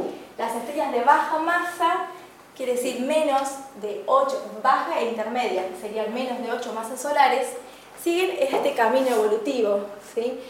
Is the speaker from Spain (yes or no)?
no; Misiones, Argentina; now in Corrientes, Argentina; yo vengo de Misiones. Estando en Misiones, en una zona rural, tuve mi primer contacto con las estrellas, porque teníamos un cielo precioso.